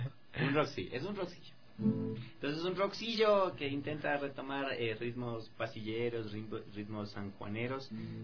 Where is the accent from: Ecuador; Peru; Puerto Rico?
Ecuador; Quito, Pichincha; Pero soy ecuatoriano, soy quiteño